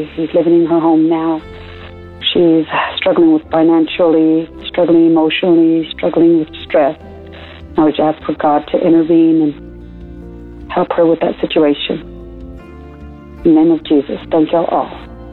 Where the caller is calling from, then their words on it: Amarillo, Texas, United States; I'm from Amarillo, Texas.